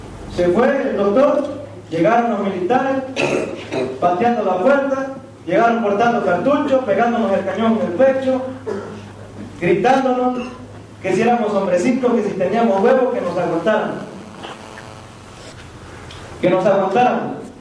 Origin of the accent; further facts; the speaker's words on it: Mexico; Pero gozamos como ciudadanos mexicanos de tener unas autoridades cómplices